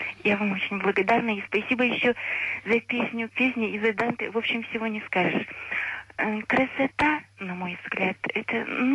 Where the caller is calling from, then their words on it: Nalchik, Kabardino-Balkaria, Russia; Да, я из Нальчика.